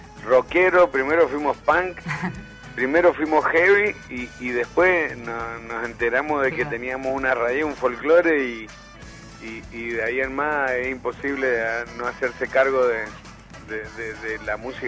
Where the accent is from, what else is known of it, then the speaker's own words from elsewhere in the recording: Argentina; Somos polémicos los argentinos.